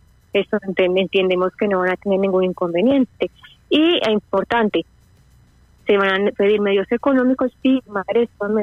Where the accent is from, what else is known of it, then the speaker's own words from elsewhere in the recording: Spain; pero nosotros somos españoles y podríamos aplicar a un arraigo familiar